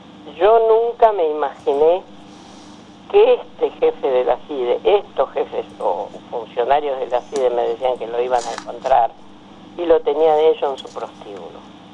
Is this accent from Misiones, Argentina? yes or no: yes; Misiones, Argentina; yo tengo apenas una primaria y vengo de la selva de Misiones, que casi me come una anaconda de 10 metros cuando tenía 8 años.